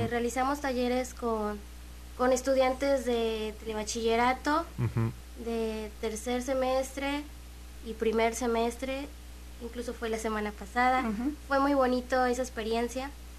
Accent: Juchique de Ferrer, Veracruz, Mexico; Soy de Juchique de Ferrer.

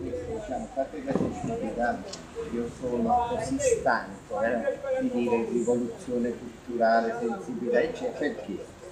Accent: Terzigno, Campania, Italy; sono di Terzino, quindi la stessa problematica a Terzino ce l'abbiamo

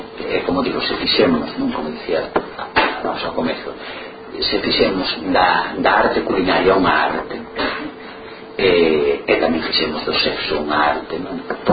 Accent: Galicia, Spain

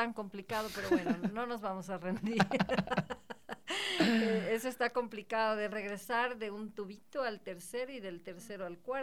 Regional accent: Ecuador; no deje lo nuestro, lo que nos identifica como ecuatorianos.

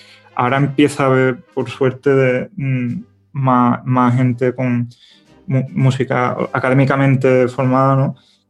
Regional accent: Seville, Andalusia, Spain; Porque yo al final soy de aquí, soy de Sevilla, me he criado con esa música

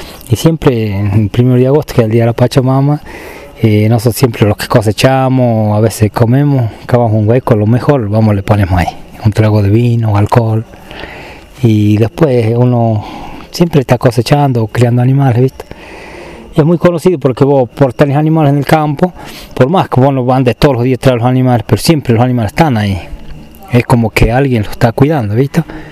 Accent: Londres, Catamarca, Argentina; born there; tengo 49 años y soy nacido acá en Londres, Shinkan.

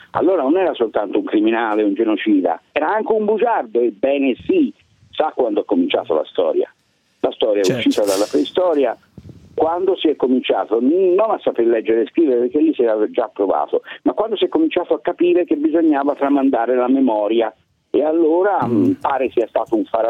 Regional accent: Florence, Tuscany, Italy; di sicuro, io da buon fiorentino dico

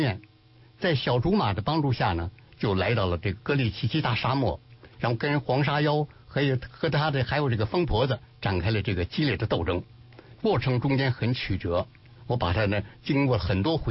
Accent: Beijing, China; also born or lived in Hefei; 最后呢，我就随着父亲呢，又回和母亲就回到了安徽合肥，在那儿上了小学3年级吧，之后呢又回到了北京，所以以后都是在北京长大的，因此这样看不出什么口音，听不出什么口音来

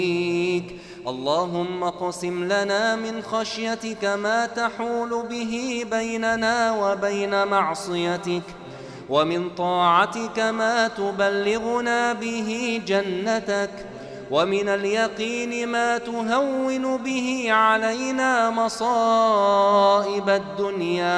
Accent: Egypt; عن بلدنا مصر خاصة

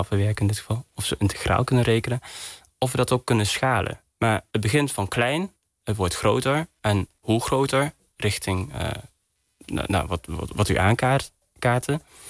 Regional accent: Netherlands; born there; Ik ben hier geboren. Ja. Maar mijn ouders niet.

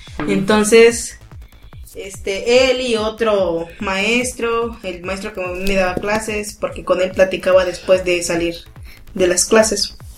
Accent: Mexico; Y ya saqué mi ficha, ya como clásico mexicano, ¿no?

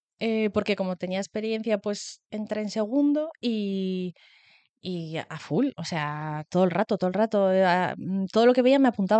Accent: Vitoria, Basque Country, Spain; yo soy de Vitoria y empecé allí.

